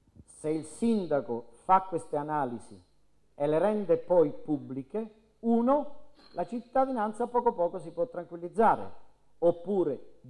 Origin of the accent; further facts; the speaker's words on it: Basilicata, Italy; In Basilicata, la mia terra